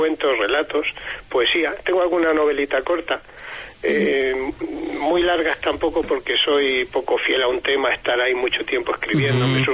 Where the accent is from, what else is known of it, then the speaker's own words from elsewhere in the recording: Albacete, Castilla-La Mancha, Spain; No, yo soy de Albacete.